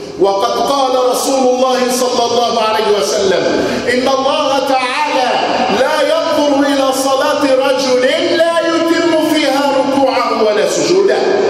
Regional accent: Egypt; ذاك الخمار المعهود في بلادنا مصر

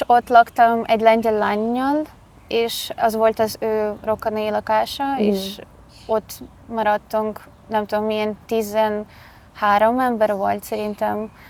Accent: Zaporizhzhia, Zaporizhzhia Oblast, Ukraine; Hungarian is a second language; moved away as an adult; now in Budapest, Hungary; Zaporizsjából jöttem, elég közel van Oroszországhoz, és ezért most már elfoglalta a városom. 22 éves vagyok. Először, amikor ide jöttem Budapestre, ez október 21-ben volt

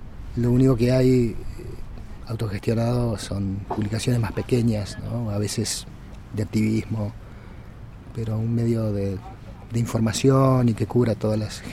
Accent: Montevideo, Uruguay; soy de Uruguay, de Montevideo.

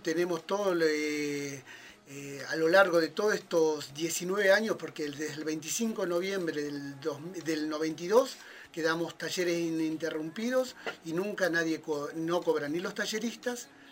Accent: Longchamps, Buenos Aires Province, Argentina; also born or lived in Ministro Rivadavia; Varios de los que lo fundamos somos parte de Longchamps, pero nos criamos en ese ir y venir entre estos dos barrios, dos localidades

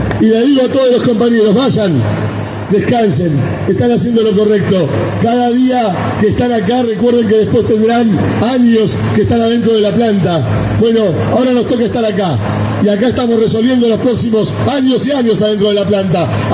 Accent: Argentina; somos los que somos el pueblo argentino

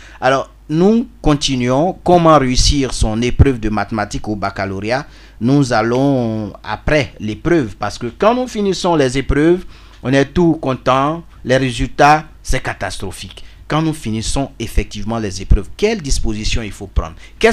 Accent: Sakassou, Vallée du Bandama, Côte d’Ivoire; Je suis de Sakassou.

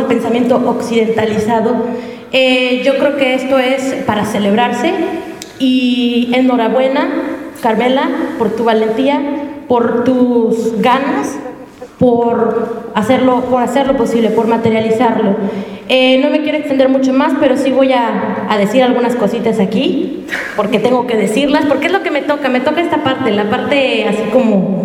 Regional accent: Mexico; Y voy a sacar alguna metáfora y alguna exageración porque encima soy mexicana.

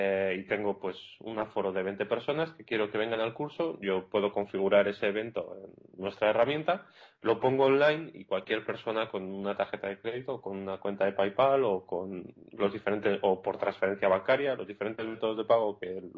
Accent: Barakaldo, Basque Country, Spain; now in Iceland; Sí, soy de Baracaldo, que es un pueblo de 100.000 habitantes que hay al lado de Bilbao

